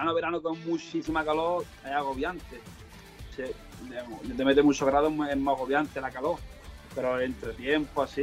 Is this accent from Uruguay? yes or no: no; Jaén, Andalusia, Spain; now in Málaga, Spain; Yo soy de campo, como el olivo. Yo vengo de Jaén.